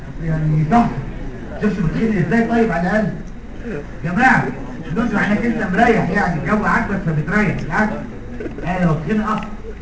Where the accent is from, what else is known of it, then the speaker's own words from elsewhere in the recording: Egypt; طبعا عندنا في مصر